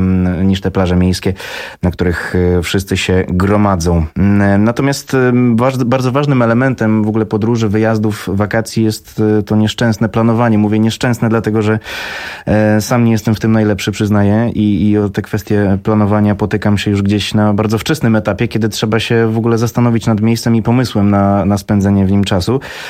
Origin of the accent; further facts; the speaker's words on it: Warmian-Masurian Voivodeship, Poland; sam pochodzę z Warmii